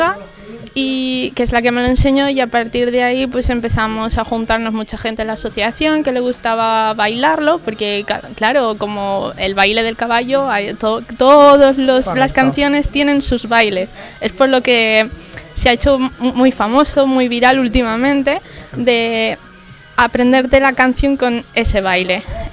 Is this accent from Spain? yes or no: yes; Aragon, Spain; tengo 25 años, soy de Zaragoza, bueno, de un pueblo de Zaragoza.